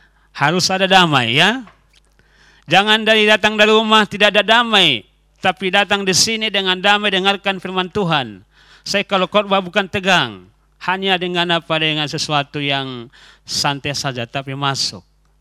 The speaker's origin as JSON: {"language": "Indonesian", "town": "Salatiga", "region": "Central Java", "country": "Indonesia", "said": "berarti saya berasal dari Jawa, Jawa Tengah. Kenapa? Karena saya sekolah di Salatiga dulu. Sehingga bahasa Jawa lebih baik daripada bahasa Bataknya gitu. Dan saya kuliah di Salatiga di Jakarta juga"}